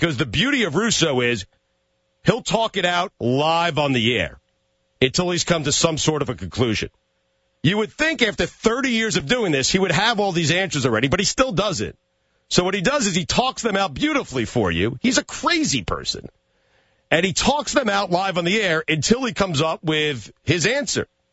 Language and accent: English; Long Island, New York, United States; And that's where I grew up, dog. So I grew up listening to you out in Long Island.